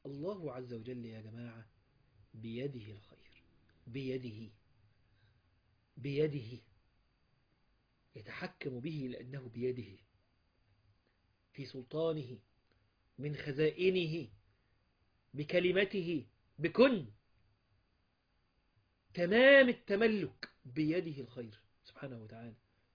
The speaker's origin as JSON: {"language": "Arabic", "country": "Egypt", "said": "ممكن ده مش عندنا في مصر"}